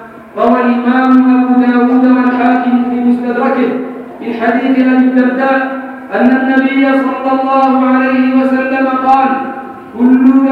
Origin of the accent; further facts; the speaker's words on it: Yemen; أن نقوم بواجبنا كيمنيين ضمنا هذا الوطن